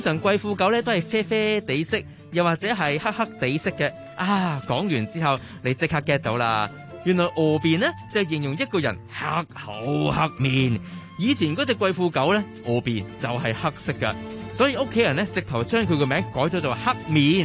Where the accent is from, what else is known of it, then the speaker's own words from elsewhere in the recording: Hong Kong; 我哋香港人